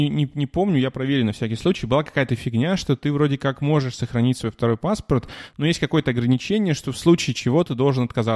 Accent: Russia; now in Germany; я человек из России, у меня мама там, у меня там старики, у меня там квартира в Череповце есть.

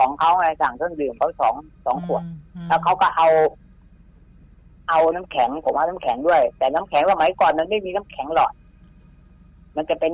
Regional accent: Saraburi, Thailand; ผมก็ต้องผ่านตัวจังหวัดสระบุรีบ้านผม

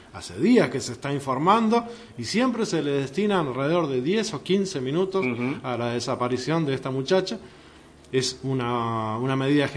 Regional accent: Uruguay; Exactamente, porque no estamos dando el grado de seguridad que nos merecemos.

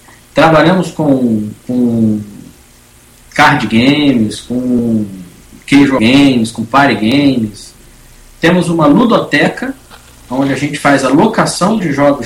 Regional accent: Rio de Janeiro, Brazil; Depois de quase 14 anos morando fora do Rio, voltei para minha terra natal.

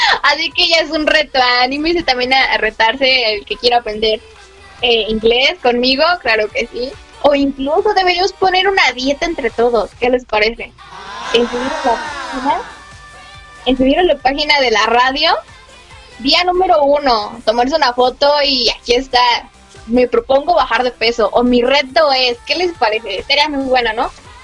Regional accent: Xalapa, Veracruz, Mexico; Soy originaria de Jalapa, Veracruz. Soy veracruzana jarochita de corazón.

